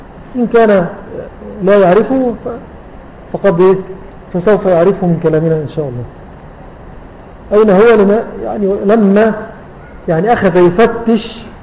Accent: Syria; الذي عندنا في سوريا كتب هذه العبارة في أحد مؤلفاته

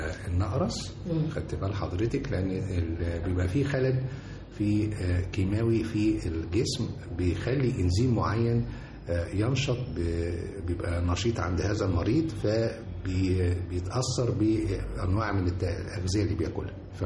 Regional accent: Egypt; برغم الشمس الساطعة اللي عندنا في مصر دي

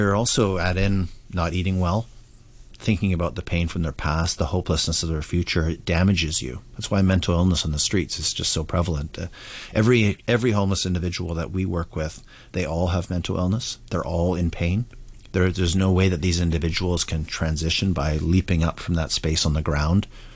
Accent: Vancouver, British Columbia, Canada; like I come from Vancouver, Canada. It's a huge homeless problem there, right?

